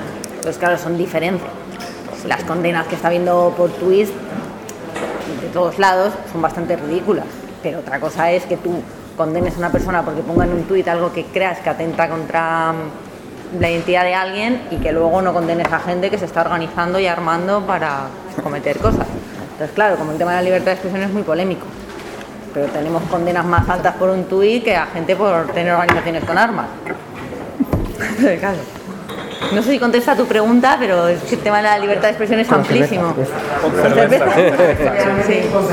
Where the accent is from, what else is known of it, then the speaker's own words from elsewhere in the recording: Madrid, Community of Madrid, Spain; Nosotros, bueno, yo soy de Madrid y hemos visto movilizaciones obreras